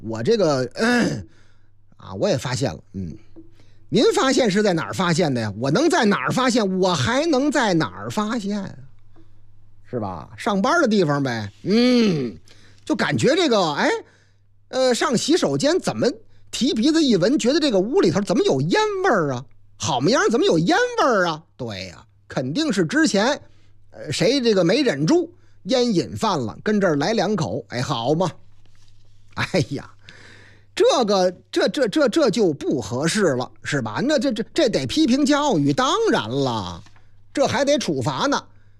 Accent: Beijing, China; 投诉最多的行政区是我老家哪个区？朝阳啊。

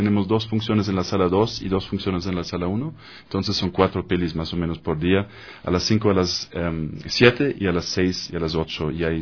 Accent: Germany; Spanish is a second language; como alemán, nosotros desde niñez tenemos casi un bombardeamiento de películas que tenemos que ver, es una obligación

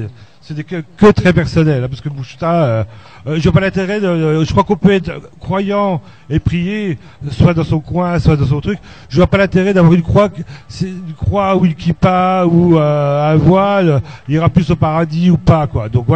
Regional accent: Besançon, Bourgogne-Franche-Comté, France; moi je suis de Besançon

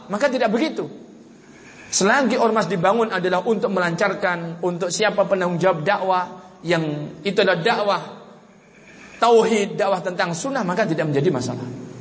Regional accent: Kediri, East Java, Indonesia; Di daerah saya, di Jawa sana, di Kediri secara khusus

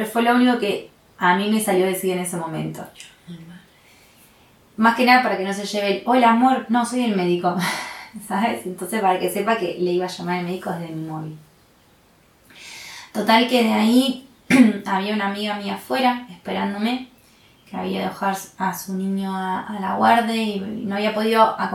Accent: La Plata, Buenos Aires Province, Argentina; yo soy de La Plata, soy de La Plata, nací en La Plata

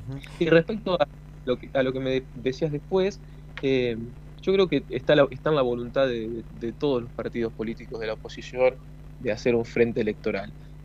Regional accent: Catriló, La Pampa, Argentina; Nosotros, yo soy de Catriló, ¿no?

